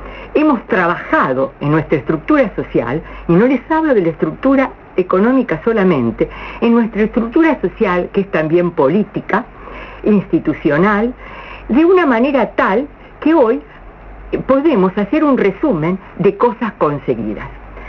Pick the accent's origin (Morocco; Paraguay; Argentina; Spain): Argentina; Les digo, como argentinos, la experiencia que tenemos en crisis parece ser que somos conocidos internacionalmente.